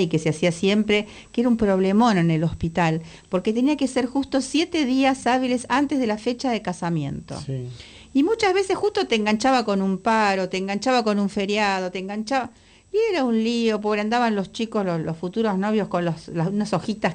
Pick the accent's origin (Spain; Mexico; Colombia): Spain; Galicia; yo digo gallego, pero es con todo cariño por mi tierra, de mi familia.